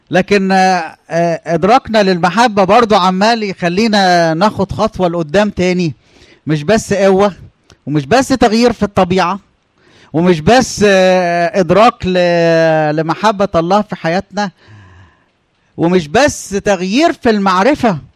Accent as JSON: {"language": "Arabic", "region": "Upper Egypt", "country": "Egypt", "said": "عندنا في الصعيد انا لما قلت المثل ده الناس عملوا لي ايه؟ على طول."}